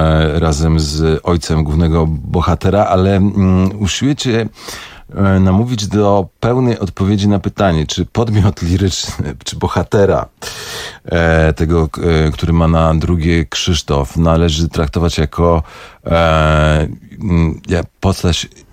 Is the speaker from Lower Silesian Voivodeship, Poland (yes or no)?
yes; Bielawa, Lower Silesian Voivodeship, Poland; born there; I tu rzeczywiście urodziłem się w Bielawie 12 stycznia 1967 roku